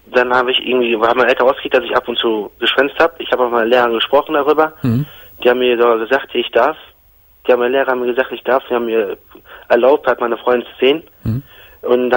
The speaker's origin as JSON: {"language": "German", "country": "Germany", "tie": "born there", "said": "Ich bin hier geboren in Deutschland"}